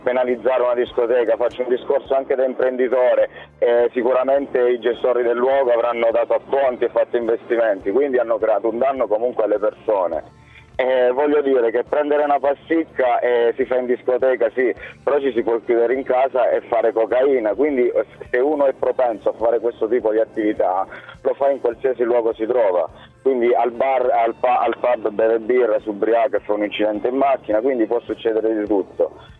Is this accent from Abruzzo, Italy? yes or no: yes; Abruzzo, Italy; sono un ragazzo di 34 anni, quindi fino a 10 anni fa frequentavo i luoghi, anche se sono abruzzese mi trovavo a lavorare nei luoghi in Romagna d'estate